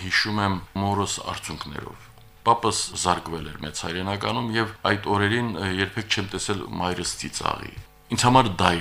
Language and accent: Armenian; Shushi, Nagorno-Karabakh, Azerbaijan; Ես մեկ-մեկ մտածում եմ, որ ամբողջությամբ գուցե կորցրել ենք այն Շուշին, որը կար իմ մանկության տարածքներում, իմ մանկության մեջ